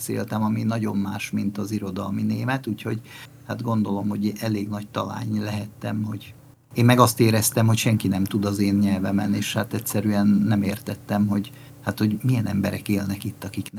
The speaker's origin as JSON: {"language": "Hungarian", "country": "Hungary", "tie": "born or raised there", "also_born_or_lived": "Bern, Switzerland", "said": "Annyit kell tudni rólam, hogy Bernben születtem, tehát Svájc fővárosában, 1967-ben. És 1973-ban jöttünk haza édesanyámmal."}